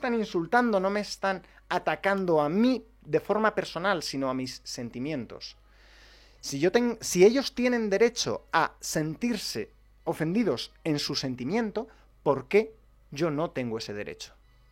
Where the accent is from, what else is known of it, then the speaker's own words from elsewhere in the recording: Spain; Soy español y me adscribo a ese artículo de la libertad de expresión.